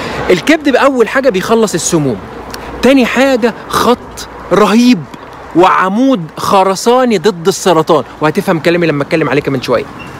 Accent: Egypt; احنا عندنا في مصر بنسميه فجل

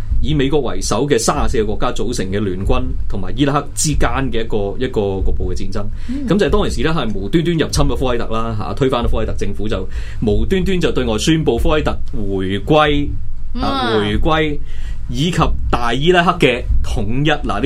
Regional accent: Hong Kong; 因为第一，我哋香港人本身冇香港嘅国旗

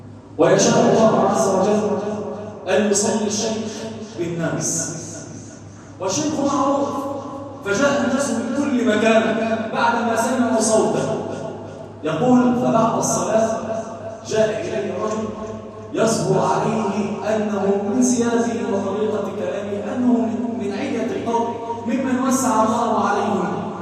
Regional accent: Egypt; اللهم اجعل بلدنا مصر واحه للامن والامان يا كريم

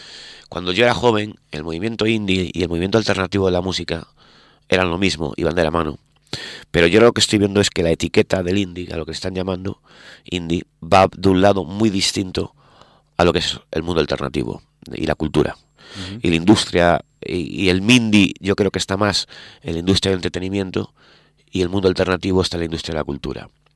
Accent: Vigo, Galicia, Spain; yo estoy en Bayona, siempre en verano. O sea, bueno, es la zona. O sea, Vigo es mi casa, es mi tierra, al fin y al cabo.

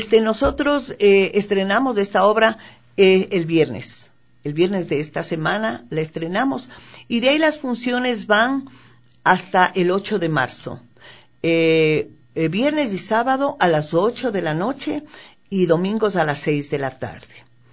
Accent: Quito, Pichincha, Ecuador; La parte humorística se refiere a lo que somos nosotros, los quiteños.

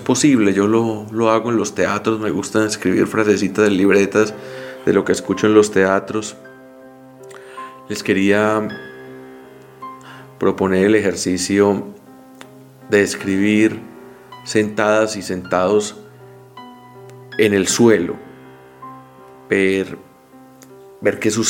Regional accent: Colombia; como colombianos conocemos muy bien

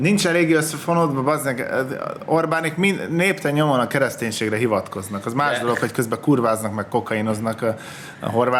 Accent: Hungary; Nem értik, hogy vidékről származom?

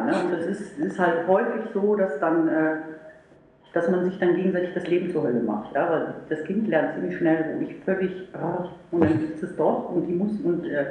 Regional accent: Meerbusch, North Rhine-Westphalia, Germany; Weil ich komme aus Meerbusch, das ist nicht eine ganz kleine Ecke.

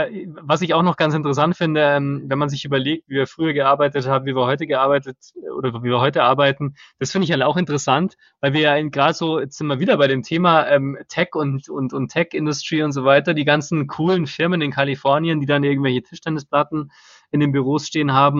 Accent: Bavaria, Germany; jetzt sind immer so viele Schweinshaxen, genau, gerade bei uns in Bayern natürlich.

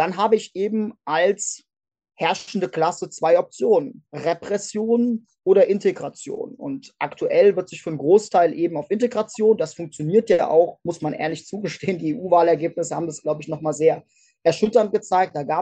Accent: Hesse, Germany; die Fregatte Hessen, also die leider auch noch mein Heimatbundesland Name trägt

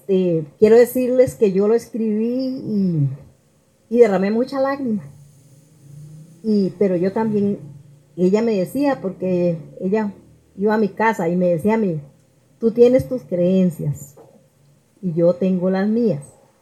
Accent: Sabalito, Puntarenas, Costa Rica; vengo de Sabalito de Cotobruz

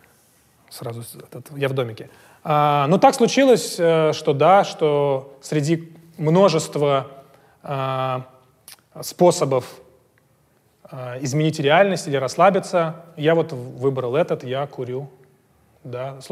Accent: Russia; Я же не из Америки, я же из России.

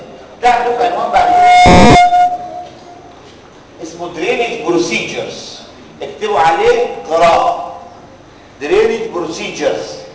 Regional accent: Egypt; اللي بيستخدم عندنا في مصر هي واحده بس،

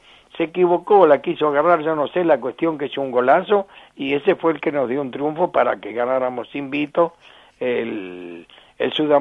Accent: Avellaneda, Buenos Aires Province, Argentina; Sí, estoy en Avellaneda y nací en Avellaneda.

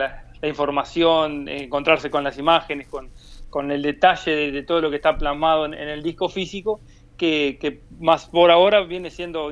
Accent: San Gregorio de Polanco, Tacuarembó, Uruguay; En realidad no somos ninguno oriundo de la capital. Yo soy de San Gregorio Polanco

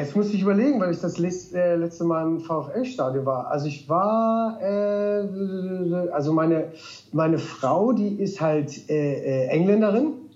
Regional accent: Wolfsburg, Lower Saxony, Germany; moved away as an adult; also born or lived in Cologne / London; now in Dublin, Ireland; ich bin in Wolfsburg groß geworden und natürlich seit direkt zum VfL, das ging 94 los. Und aber dann 2000 bin ich dann aus Wolfsburg weg. Und bin dann über Köln

